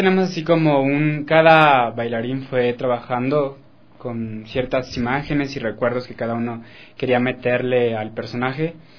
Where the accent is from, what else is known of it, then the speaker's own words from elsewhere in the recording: Mexico; moved away as an adult; yo estaba estudiando artes escénicas en México, yo soy mexicano.